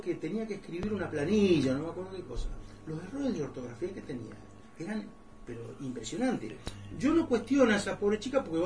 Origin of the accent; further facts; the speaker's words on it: Río Gallegos, Santa Cruz, Argentina; soy nacido y criado en Río Gallegos.